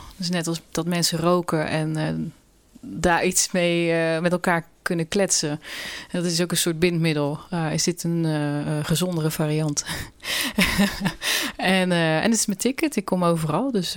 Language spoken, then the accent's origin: Dutch; Netherlands; first language Dutch; Maar goed, ik ben Nederlandse. En Nederlands is natuurlijk mijn eerste taal.